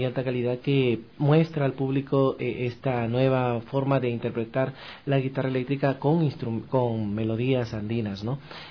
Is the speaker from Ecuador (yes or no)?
no; Peru; born there; yo nací en el Perú, primeramente, ¿no?